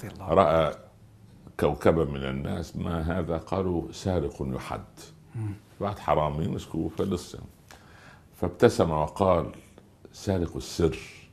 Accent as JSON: {"language": "Arabic", "region": "Upper Egypt", "country": "Egypt", "said": "والله أنا أقول لك طرفة عجيبة حصلت عندنا في الصعيد. في قرية جنبنا"}